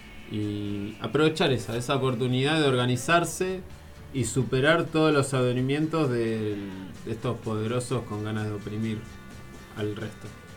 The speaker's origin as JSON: {"language": "Spanish", "region": "Buenos Aires", "country": "Argentina", "said": "yo vengo de la ciudad de Buenos Aires"}